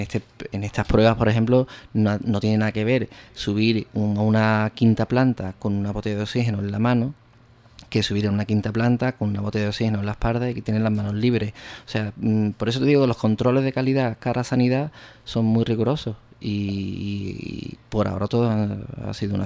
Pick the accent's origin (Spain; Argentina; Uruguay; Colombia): Spain; Ubrique, Andalusia; Para nosotros ha sido un verdadero acierto que se cuente con Ubrique para esta fabricación, ¿no? Para mi pueblo, vamos, evidentemente.